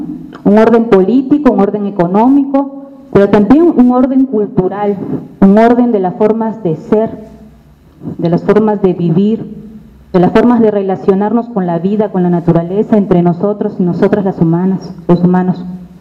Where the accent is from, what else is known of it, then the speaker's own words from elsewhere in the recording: Lima, Peru; vengo de Lima, Perú.